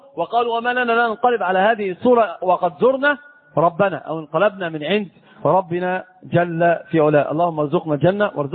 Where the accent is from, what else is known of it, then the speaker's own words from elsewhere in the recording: Egypt; أنت تراه عندنا في مصر الناس بتركب حمير